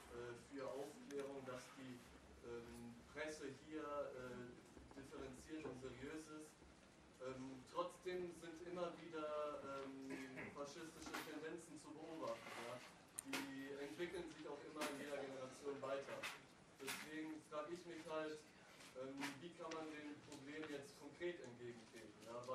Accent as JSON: {"language": "German", "country": "Italy", "said": "also ich als Italiener habe ich halt immer den Vergleich mit Italien gemacht."}